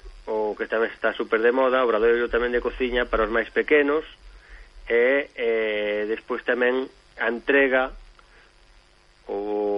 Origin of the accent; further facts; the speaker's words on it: Galicia, Spain; Como vou galego e defensor da nosa lingua